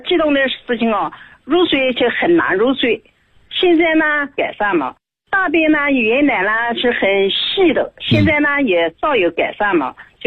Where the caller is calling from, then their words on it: Nanjing, Jiangsu, China; 我是南京的。